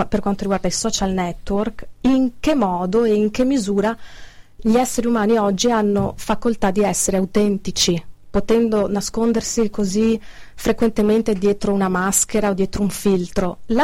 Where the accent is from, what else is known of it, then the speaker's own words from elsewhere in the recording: Padua, Veneto, Italy; Sono di Padova e quindi conosco bene i suoi affreschi